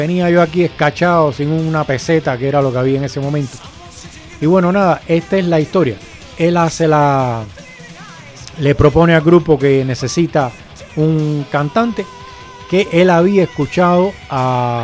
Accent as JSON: {"language": "Spanish", "region": "Havana", "country": "Cuba", "said": "yo soy de La Habana"}